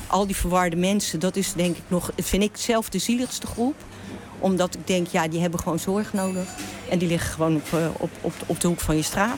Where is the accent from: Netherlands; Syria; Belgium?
Netherlands; Utrecht; born there; moved away as an adult; now in Rotterdam, Netherlands; Ik ben geboren in Utrecht, op de Oude Gracht, boven het café van mijn oma. Pas op mijn 22e kwam ik naar Rotterdam en ging in het centrum wonen.